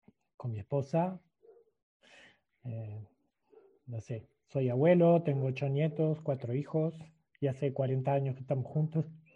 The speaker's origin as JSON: {"language": "Spanish", "region": "Montevideo", "country": "Uruguay", "tie": "born there", "said": "Estoy en Uruguay, nací en Uruguay, en Montevideo, el 22 de agosto del 53. Estoy en la periferia de Montevideo, en un barrio que se llama Parque Miramar, aunque normalmente vivo en un lugar en las serranías"}